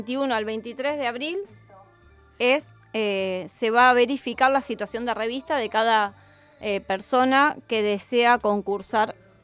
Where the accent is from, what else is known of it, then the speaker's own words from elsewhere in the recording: Rosario, Santa Fe, Argentina; Soy rosarina de pura cepa, viví 30 años en el mismo barrio, pero en la radio trato de no hablar como hablo en mi casa.